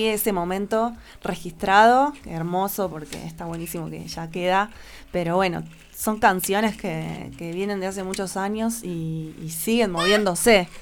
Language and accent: Spanish; Bolívar, Buenos Aires Province, Argentina; un amigo baterista percusionista muy querido de la ciudad de Bolívar, de donde yo vengo también